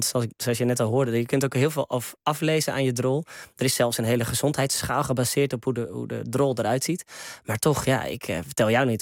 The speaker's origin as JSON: {"language": "Dutch", "town": "Loosdrecht", "region": "North Holland", "country": "Netherlands", "tie": "born or raised there", "said": "Hier in de buurt in Loosdrecht, waar ik ben opgegroeid."}